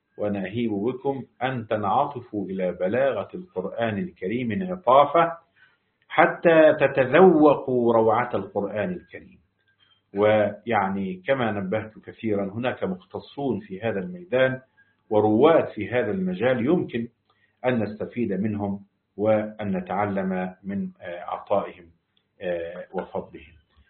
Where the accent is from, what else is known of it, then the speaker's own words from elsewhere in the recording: Egypt; وعندنا في مصر مثل يقول لاقيني ولا تغديني